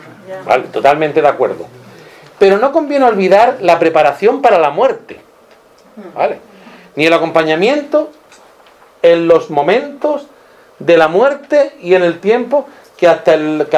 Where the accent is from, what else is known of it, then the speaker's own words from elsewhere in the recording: La Zubia, Andalusia, Spain; Hipona sería como la Zubia, que es mi pueblo.